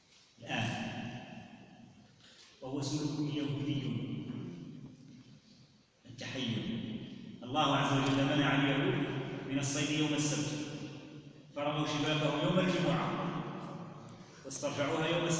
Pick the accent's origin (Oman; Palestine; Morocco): Morocco; المشكل فيه الان عندنا في المغرب مشكل اجرائي